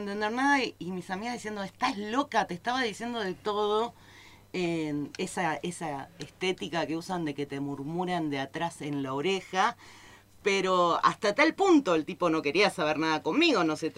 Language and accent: Spanish; Buenos Aires, Argentina; yo me crié en una ciudad, en Buenos Aires, en una gran ciudad.